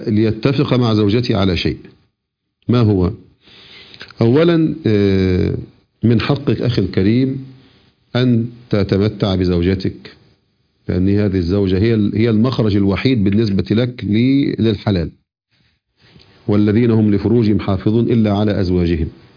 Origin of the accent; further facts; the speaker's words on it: Egypt; احنا عندنا في مصر نقول نسيبي على الناس اللي أنا تزوجت مثلا ابنتهم